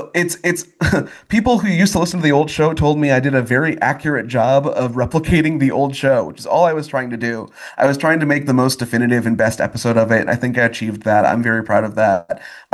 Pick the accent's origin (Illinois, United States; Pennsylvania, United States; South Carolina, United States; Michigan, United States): Michigan, United States; Grand Blanc; From my hometown of Grand Blanc, Michigan.